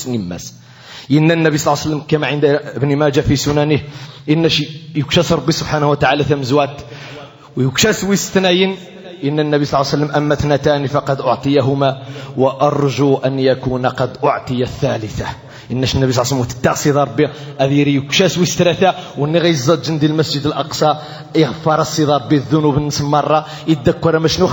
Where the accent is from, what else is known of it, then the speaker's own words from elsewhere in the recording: Morocco; وعلينا كمغاربة عليكم أيها المغاربة أن تعلموا أولادكم